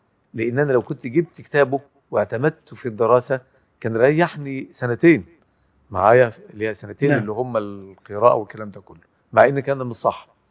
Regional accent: Egypt; من كبار المهتمين بالاصول وبالعلم الكلام في بلدنا مصر

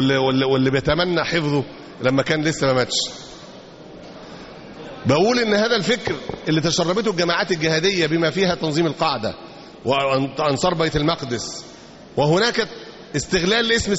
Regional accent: Egypt; ونشروا هذا الكلام في كثير من المجتمعات مش عندنا في مصر بس

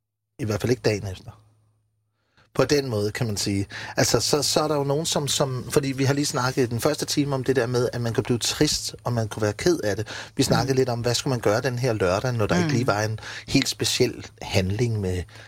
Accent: Region of Southern Denmark, Denmark; jeg kommer jo fra Fyn, og du ved, er rimelig naiv

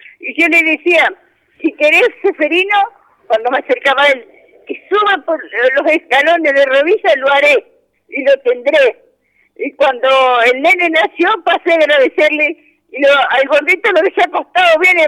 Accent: Balcheta, Río Negro, Argentina; De acá, de Balcheta.

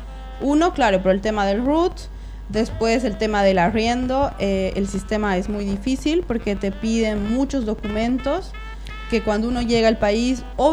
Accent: Bolivia; yo como boliviana, lo único que hice fue llegar y solicitar la visa temporaria

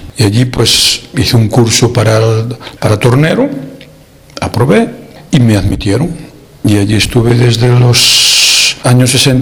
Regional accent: Galicia, Spain; moved away as an adult; now in Netherlands; yo soy de Orense, de un pueblecito de cerquita de Orense. Hacíamos la vida mucho en la capital. Trabajaba en la capital, trabajaba en Orense mismo

